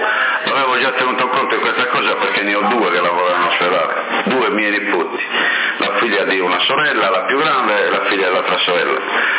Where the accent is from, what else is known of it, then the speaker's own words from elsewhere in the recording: Sassari, Sardinia, Italy; sono nato a Corottolese, ma sono sassarese.